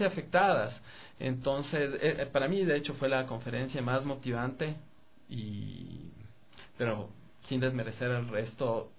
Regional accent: Quito, Pichincha, Ecuador; Bueno, no, realmente soy de aquí, de Quito.

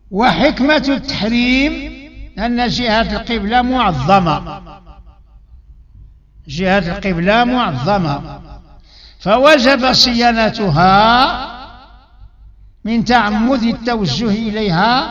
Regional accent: Morocco; بالنسبة لنا احنا دابا مغاربة

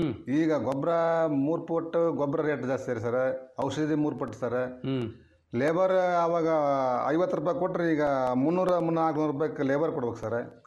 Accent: Chilakamukhi, Karnataka, India; ಕೊಪ್ಪಳ ಜಿಲ್ಲಾ ಕೊಪ್ಪಳ ತಾಲೂಕು ರೀ. ಚಿಲಕಮುಖಿ ಗ್ರಾಮ

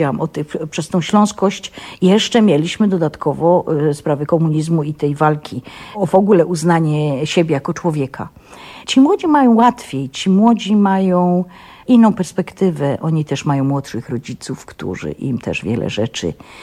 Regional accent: Silesian Voivodeship, Poland; Ja już jestem Ślązaczką, ja się nią urodziłam, ja nią jestem i ja nią umrę.

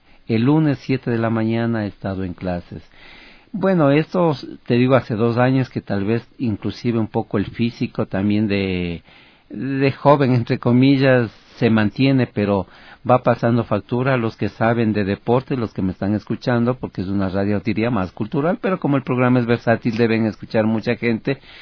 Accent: Ecuador; soy el ecuatoriano que aspira y que quiere poner una marca única en Quito, en el Ecuador y en Sudamérica

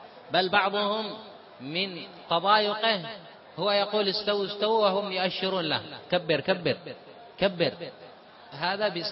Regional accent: Yemen; now in Saudi Arabia; أنا جئت من اليمن

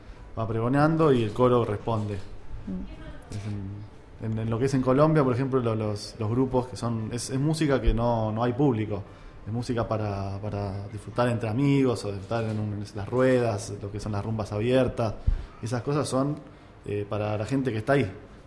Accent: Argentina; Todos somos argentinos

